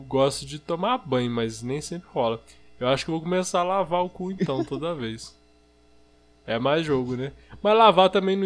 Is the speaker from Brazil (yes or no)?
yes; São João, Brazil; Eu falei, sou daqui de São João.